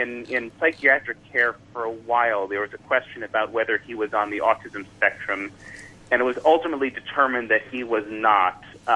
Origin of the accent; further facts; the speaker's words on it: United States; I was raised in the United States. I have no religion.